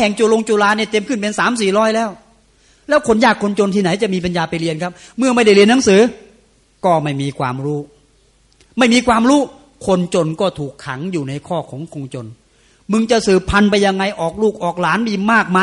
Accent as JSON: {"language": "Thai", "town": "Khlung", "region": "Chanthaburi", "country": "Thailand", "tie": "born or raised there", "also_born_or_lived": "Trat", "said": "ผมเกิดที่ดงกลางตราดแล้วก็ย้ายมาซึ่งล่างอำเภอขลุงจันทบุรี"}